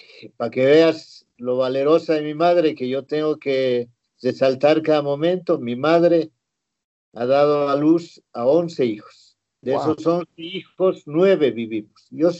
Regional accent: Bolivia; born there; yo nací en una zona, en una región minera. Esta región se llama Santa Fe. Está en el departamento de Oruro, acá en Bolivia.

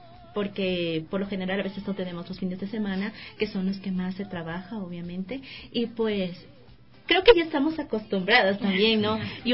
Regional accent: Arenillas, El Oro, Ecuador; yo vivo ya años aquí, pero yo soy de la provincia del Oro, de Arenillas, y pues allá también tengo a mi familia

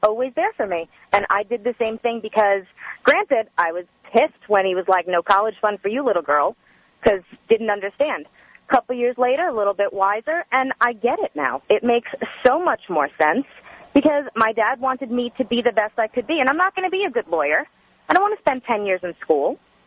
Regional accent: New York, United States; now in Los Angeles, United States; I live in L.A. now. I'm 27. I grew up in New York on Long Island. My dad's a New York City firefighter.

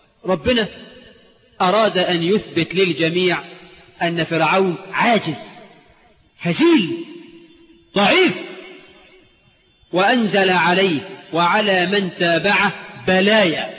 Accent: Egypt; اجعل بلدنا مصر آمنة مطمئنة يا رب.

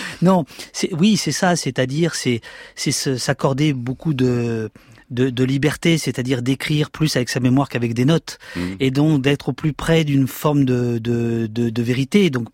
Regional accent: Poitiers, Nouvelle-Aquitaine, France; mais moi j'ai 18 ans, je viens de Poitiers

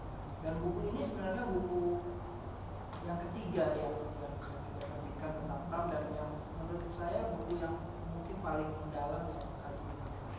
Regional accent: Depok, West Java, Indonesia; Saya orang Depok ya, tinggal di Depok, kuliah di Depok

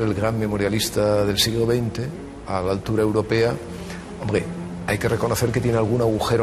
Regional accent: Ukraine; Spanish is a second language; para los que somos ucranianos

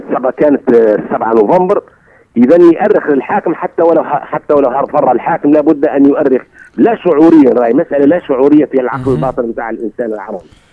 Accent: Sidi Bouzid, Tunisia; انا من سيدي بوزيد

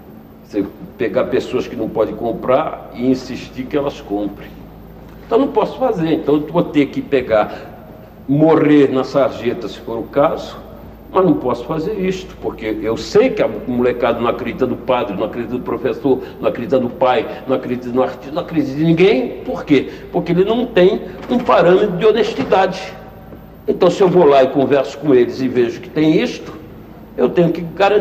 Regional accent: Brazil; mas eu não posso aceitar o mundo sem a participação cultural de um povo onde eu me criei. Não posso aceitar o mundo sem birimbau, sem caipirinha, sem bumba meu boi, sem feijoada, sem farofa, sem macumba.

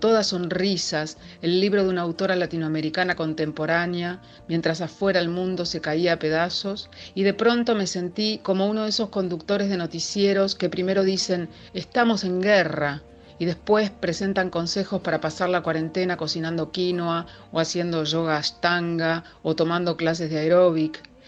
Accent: Argentina; soy periodista, soy argentina, vivo en Buenos Aires.

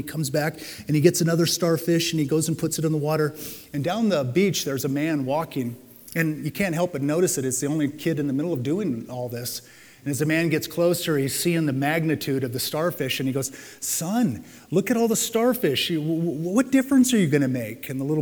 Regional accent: San Diego, California, United States; I'm going to tell you my favorite because I grew up in San Diego.

